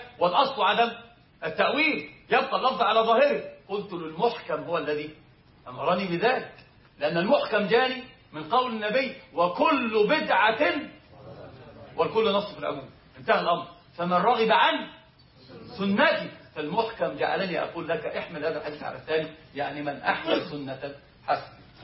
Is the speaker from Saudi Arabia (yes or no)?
no; Upper Egypt, Egypt; احنا عندنا في الصعيد بيحلفوا بيه فقرين القران.